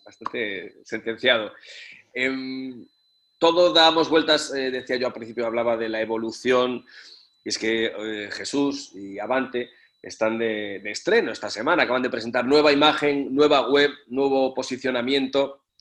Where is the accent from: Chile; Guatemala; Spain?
Spain; Galicia; yo soy gallego, soy del norte